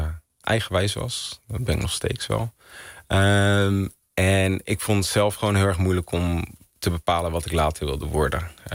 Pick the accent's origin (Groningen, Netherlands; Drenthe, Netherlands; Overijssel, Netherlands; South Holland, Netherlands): South Holland, Netherlands; Vlaardingen; Ik ben in Vlaardingen opgegroeid. Als ik kijk naar mijn wijk waar ik ben opgegroeid, is dat een wijk met sociaal-economische achterstand. Arbeiderswoningen.